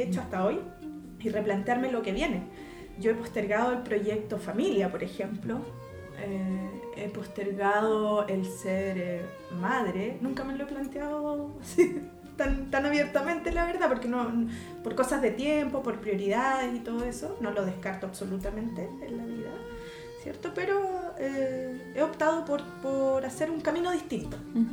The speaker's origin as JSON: {"language": "Spanish", "country": "Chile", "said": "Nosotros somos una cultura, soy chilena, ¿sí? Soy chilena y nuestra mixtura esencial, más allá de ser mestizo."}